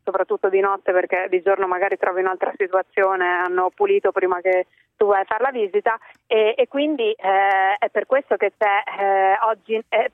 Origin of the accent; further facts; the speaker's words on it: Emilia-Romagna, Italy; come te sono cresciuta a grigliate di carne, ma oltretutto essendo romagnola anche alla piada